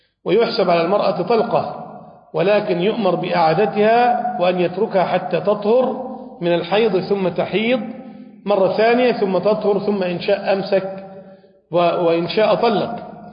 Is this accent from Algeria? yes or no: no; Damietta Governorate, Egypt; من بعض المشايخ الكبار عندنا في دمياط